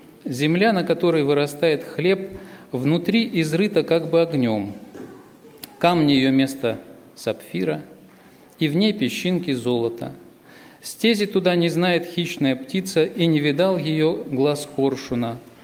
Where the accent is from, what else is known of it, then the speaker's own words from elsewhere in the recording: Bogoroditsk, Tula Oblast, Russia; я из Тульской области. Город Богородицк у нас есть такой. Раньше я был членом церкви в Новомосковске.